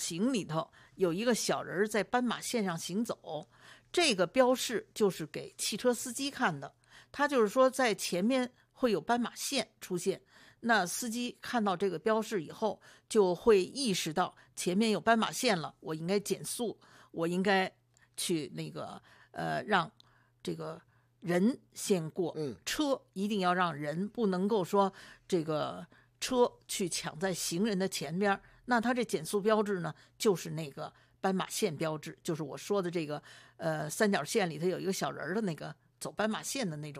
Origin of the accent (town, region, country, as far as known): Beijing, China